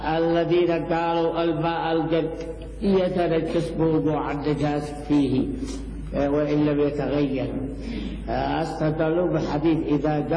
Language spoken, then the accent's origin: Arabic; Yemen; لا يوجد عندنا في اليمن الحنبلي.